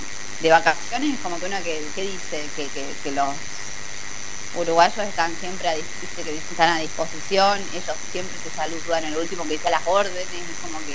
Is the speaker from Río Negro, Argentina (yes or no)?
no; Buenos Aires, Argentina; Yo llegué diciendo, yo soy porteña